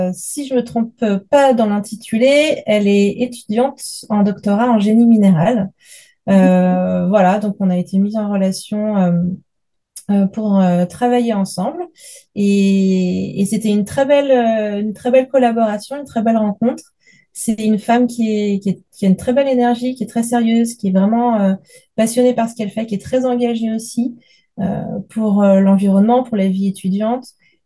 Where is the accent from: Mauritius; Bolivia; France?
France; Lyon, Auvergne-Rhône-Alpes; je viens de Lyon en France.